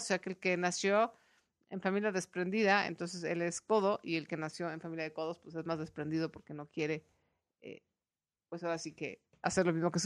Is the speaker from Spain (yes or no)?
no; Mexico; a pesar de compartir muchas cosas como mexicanos